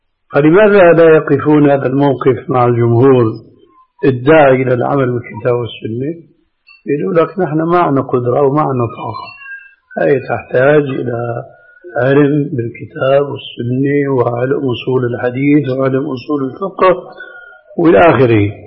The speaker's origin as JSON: {"language": "Arabic", "country": "Syria", "said": "أما جماهير الناس كما يقولون عندنا في سوريا هاتي لك وامشي"}